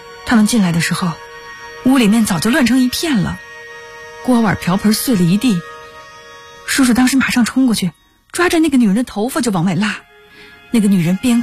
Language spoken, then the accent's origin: Chinese; Inner Mongolia, China; 我是在内蒙的大草原上长大的。记得我很小的时候，其实就是上幼儿园那会儿，每次放学我爸都会骑马来接我。